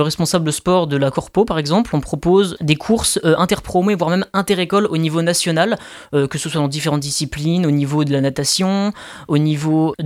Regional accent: Nancy, Grand Est, France; born there; Ben moi, je suis né à Nancy.

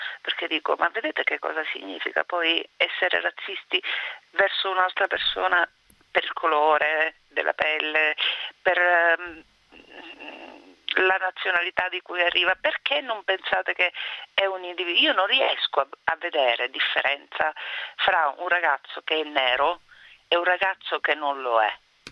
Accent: Sicily, Italy; moved away as an adult; Sono fiera di essere siciliana

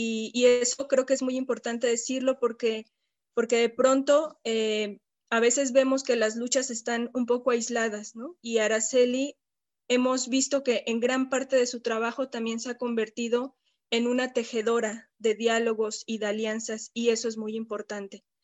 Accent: Mexico; para mí como mexicana, como habitante además de la Ciudad de México, de la periferia de la Ciudad de México

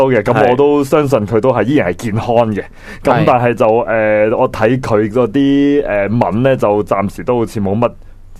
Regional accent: Hong Kong; 但系呢，我哋都希望香港人啦，我哋香港人可以振作起嚟，搵到条出路

